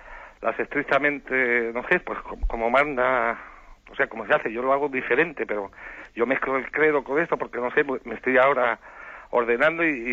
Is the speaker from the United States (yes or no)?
no; Canary Islands, Spain; de Fuerteventura, un pecador al cubo que...